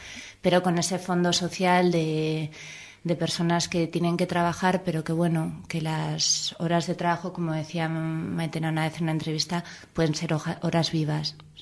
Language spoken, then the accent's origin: Spanish; Pamplona, Navarre, Spain; now in Madrid, Spain; Pues más bien sería cómo llegué a Madrid, que yo soy de Pamplona